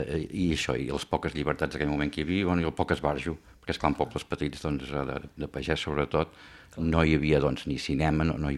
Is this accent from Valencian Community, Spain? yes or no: no; Aiguaviva, Catalonia, Spain; born there; El meu pare són d'Aigua Viva. Eren veïns i això, vaig néixer a Aigua Viva el juny del 54.